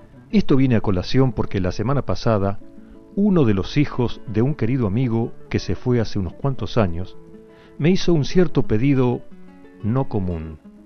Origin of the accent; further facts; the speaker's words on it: Olavarría, Buenos Aires Province, Argentina; forman una barra en mi ciudad de origen, Olavarría.